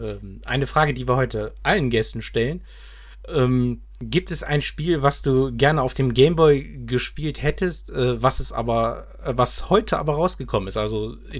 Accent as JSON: {"language": "German", "town": "Düsseldorf", "region": "North Rhine-Westphalia", "country": "Germany", "said": "So, ich komme hier aus Düsseldorf."}